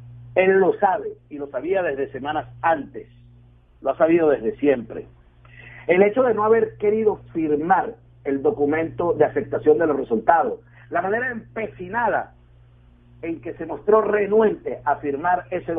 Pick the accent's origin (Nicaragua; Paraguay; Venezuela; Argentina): Venezuela; como venezolano exijo que el gobierno bolivariano aclare en campaña